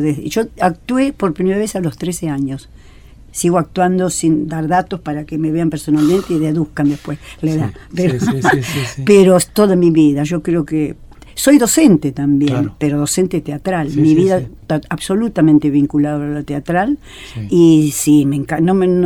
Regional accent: Argentina; porque somos teatreros los argentinos.

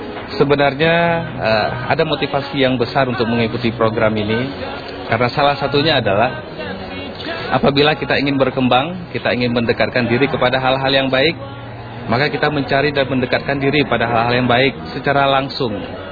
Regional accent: Aceh, Indonesia; now in Balikpapan, Indonesia; Saya datang dari Balikpapan, tapi asal saya dari Aceh.

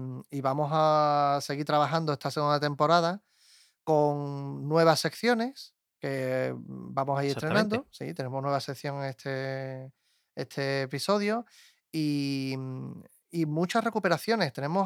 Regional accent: Germany; now in Seville, Spain; A mediados de los 80, mi primera Semana Santa, recién llegado de mi tierra natal, Alemania

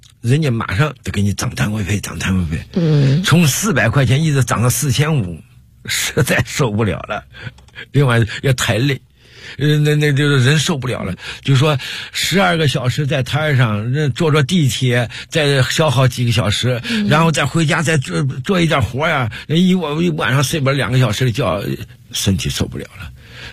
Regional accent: Henan, China; now in Beijing, China; 我来北京怎么打的天下，就是我是河南人

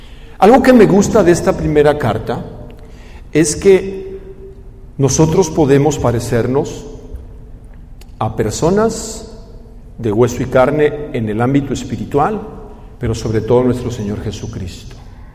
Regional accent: Guadalajara, Jalisco, Mexico; also born or lived in Mexico City; Yo crecí en la ciudad de Guadalajara, aunque no soy oriundo de Guadalajara. La mayor parte de mi vida la he vivido en Guadalajara.

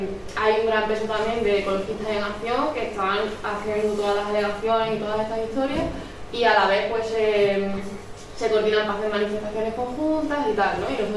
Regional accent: Andalusia, Spain; born there; en la región de donde yo nací, en Andalucía

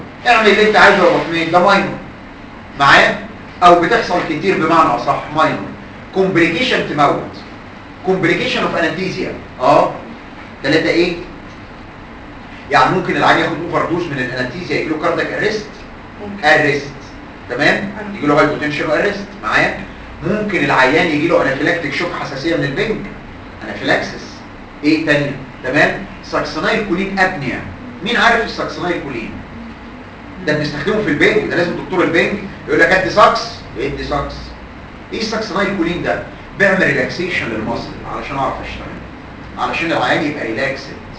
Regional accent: Egypt; ولنا الفخر كمصريين

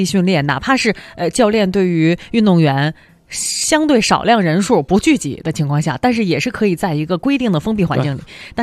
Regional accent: China; 第一个进入决赛的黄种人，我们中国人的骄傲。

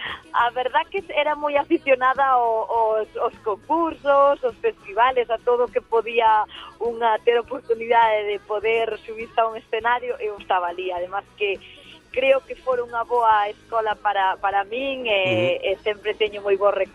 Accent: Galicia, Spain; eu como débolle tantos galegos de que me sinta profeta na miña terra

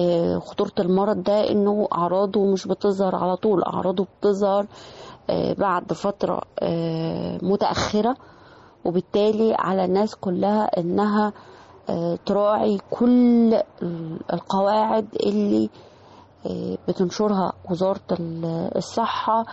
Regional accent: Egypt; يمكن احنا عندنا في مصر الحمد لله لغاية الآن الأعداد بتاعتنا تعتبر أقل من دول العالم بكتير

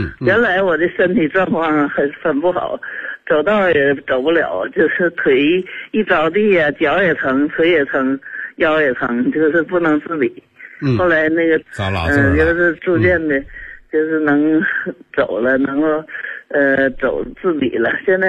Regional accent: Shenyang, Liaoning, China; 我是沈阳市大东区。

